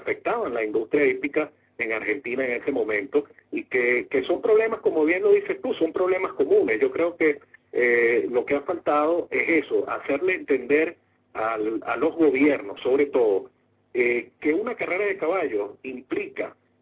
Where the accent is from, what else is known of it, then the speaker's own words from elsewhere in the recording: Venezuela; a mí particularmente como hípico y como venezolano a mí me da vergüenza